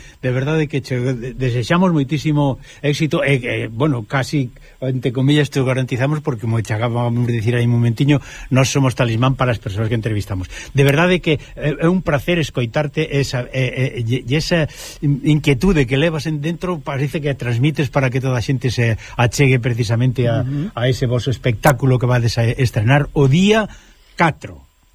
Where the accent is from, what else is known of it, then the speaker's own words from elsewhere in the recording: Covelas, Galicia, Spain; lembro a miña aldea onde eu, pasei uns anos de cativiño, resulta que chamábase Covelas, se lia ao ladiño de Celanova.